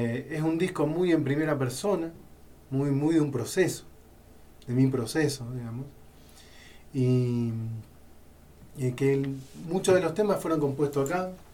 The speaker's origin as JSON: {"language": "Spanish", "town": "Rosario", "region": "Santa Fe", "country": "Argentina", "moved": "yes", "said": "yo soy rosarino, que hace 3 años y poquito más de 3 años que vivo acá, entre la sierra."}